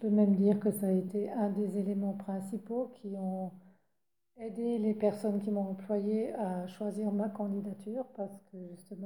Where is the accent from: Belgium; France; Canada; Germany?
France; Grand Est; now in Basel, Switzerland; je suis revenue dans mon canton d'origine, dans mon pays d'origine, à Bâle-Ville.